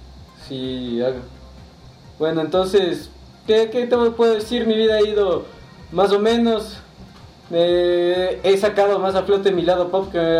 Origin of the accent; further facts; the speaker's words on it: Ecuador; yo soy el podcaster ecuatoriano más famoso del mundo.